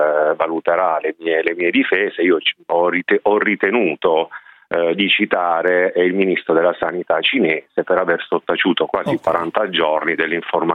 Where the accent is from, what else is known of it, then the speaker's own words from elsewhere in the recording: Bari, Apulia, Italy; io, insomma, sono di Bari, come molti sanno